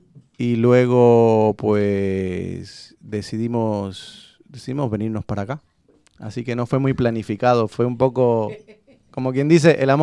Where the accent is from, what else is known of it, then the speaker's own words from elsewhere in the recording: Bolivia; también el rock nacional en Bolivia, pues yo soy de Bolivia.